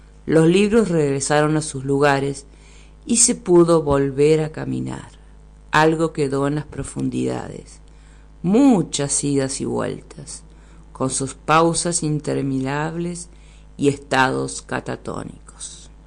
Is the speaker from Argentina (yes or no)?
yes; La Plata, Buenos Aires Province, Argentina; Bueno, yo soy oriunda de La Plata, que es la capital de la provincia de Buenos Aires. Nací allí de forma fortuita, porque mis padres, mi papá es puntano y mi mamá es de La Pampa